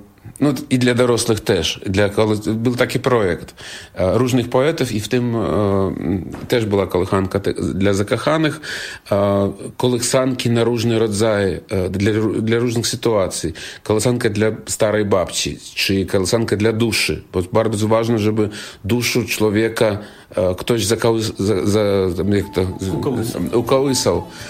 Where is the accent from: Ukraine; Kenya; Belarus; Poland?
Belarus; Jestem z Białorusi, białoruski artysta, skromny, legendarny, charyzmatyczny.